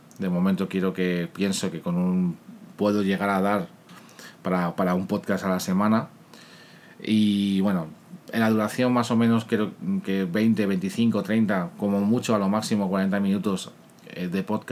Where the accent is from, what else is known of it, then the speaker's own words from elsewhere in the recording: Spain; soy español. Eso me imagino que todos los que me estén escuchando desde Latinoamérica o desde fuera de mi país, mi acento me habrá delatado enseguida. Vivo en Madrid